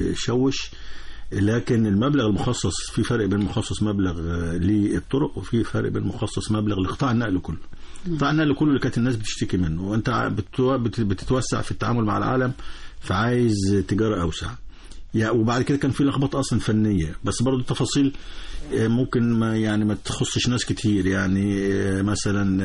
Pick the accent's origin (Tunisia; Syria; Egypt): Egypt; إحنا هنا أبناء مصر،